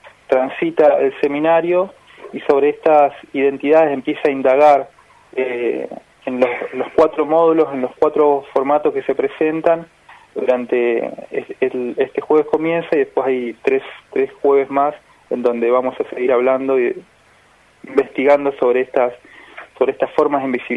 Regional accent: Neuquén, Argentina; born there; also born or lived in Buenos Aires; Yo soy nací en Neuquén, en la ciudad de Neuquén, capital. Viví un tiempo en Buenos Aires, pero ahora estoy trabajando hace ya cerca de 5 años en Neuquén y en varias ciudades cercanas.

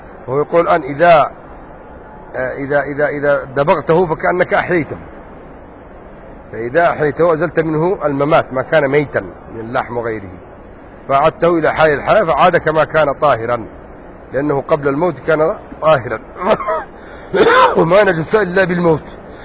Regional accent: Yemen; لا انا يمني مش في السعوديه

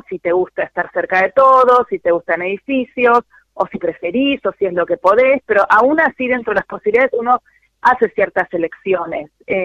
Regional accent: Buenos Aires, Argentina; born there; nací en Villa Devoto y vivo en Villa del Parque hace un montón de años, y son barrios que se llamaban consolidados.

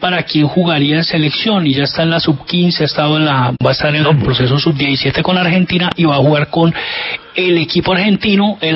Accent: Zarzal, Valle del Cauca, Colombia; Pues como yo soy de Zarzal, pues yo soy hincha de por acá

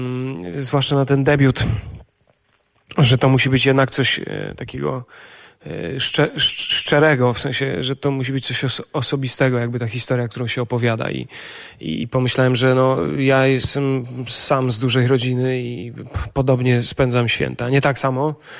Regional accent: eastern Poland, Poland; Ja jestem ze wschodniej Polski

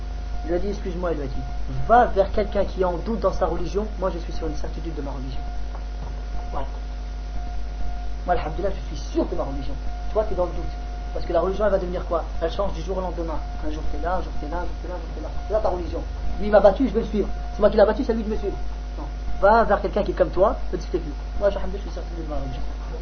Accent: France; Chez nous en France, on les a.

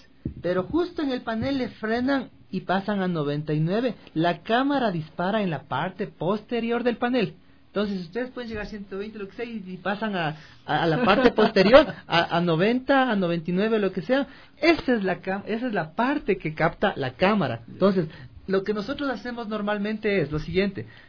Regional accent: Quito, Pichincha, Ecuador; Nosotros, acostumbrados al radar de acá, como quiteños, vamos a Ambato y vemos el número.

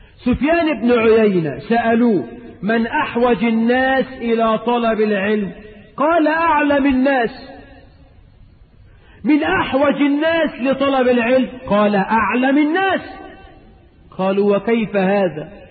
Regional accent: Egypt

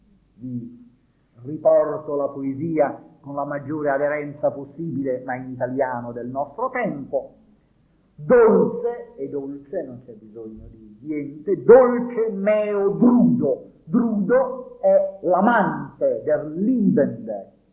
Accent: Naples, Campania, Italy; ancora oggi, io sono napoletano, nel dialetto napoletano

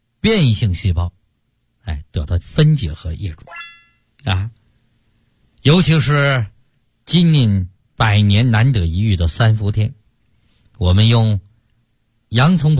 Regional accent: China; 我们中国人就不会再被心脑血管疾病所困

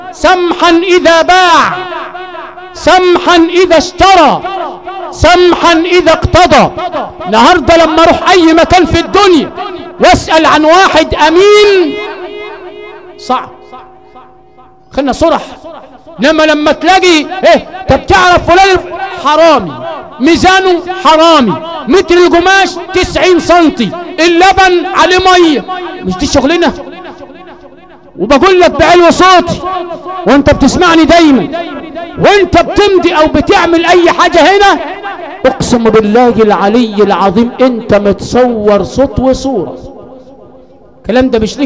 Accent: Zagazig, Sharqia Governorate, Egypt; وانا من الزقازيق الشرقية؟

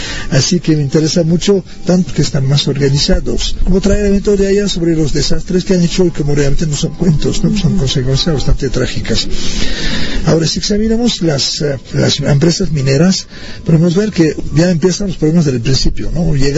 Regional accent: Canada; tengo 72 años, vengo de Canadá y soy profesor de antropología jubilado.

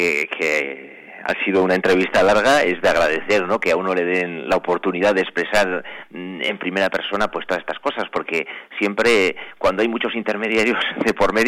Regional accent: Navarre, Spain; soy vasco porque la cultura vasca está dentro de mí desde el momento en el que nací, y soy navarro porque ser vasco es ser navarro y lo llevo muy dentro

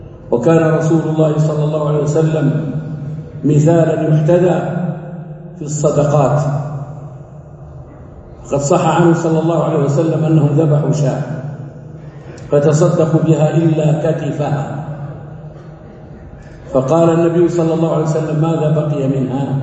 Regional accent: Saudi Arabia; أن تكون بلادنا المملكة العربية السعودية

